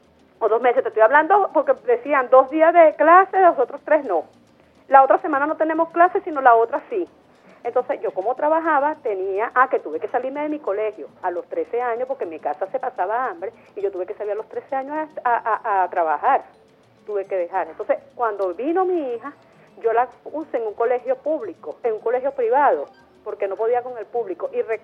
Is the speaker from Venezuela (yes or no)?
yes; Venezuela; nosotros como venezolanos